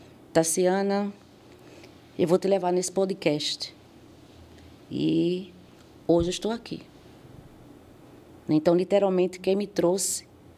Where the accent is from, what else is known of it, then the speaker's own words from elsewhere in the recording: Pernambuco, Brazil; Bem, eu nasci, eu sou de Pernambuco, né? Sou, com muito orgulho, sou nordestina, muito orgulho disso. E nasci em 1976, ou seja, eu tenho 48 anos.